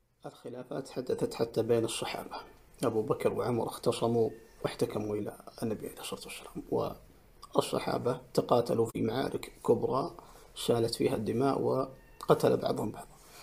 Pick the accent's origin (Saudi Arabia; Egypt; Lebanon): Saudi Arabia; نحن كسعوديين تربينا منذ نعومة أظفارنا على الولاء